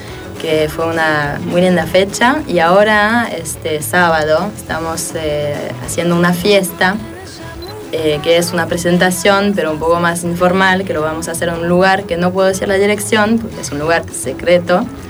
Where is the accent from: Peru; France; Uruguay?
France; moved away as an adult; now in Argentina; De Francia.